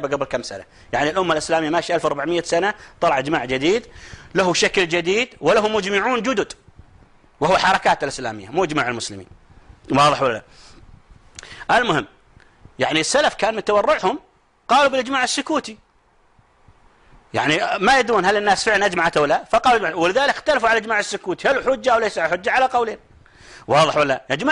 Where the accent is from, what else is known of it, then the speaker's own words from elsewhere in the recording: Saudi Arabia; لأن احنا عندنا في السعودية في عندنا ولاية عهد